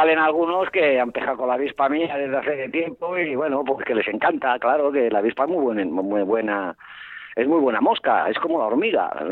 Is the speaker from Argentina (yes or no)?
no; Madrid, Community of Madrid, Spain; now in León, Spain; lo que no aprendí allí en Madrid, en mi tierra, cuando vine hace 33 años